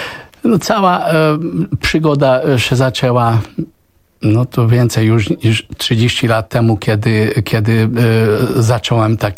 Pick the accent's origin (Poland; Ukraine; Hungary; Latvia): Hungary; Polish is a second language; also born or lived in Tunisia; ja się urodziłem w Tunezji, wychowałem się na Węgrzech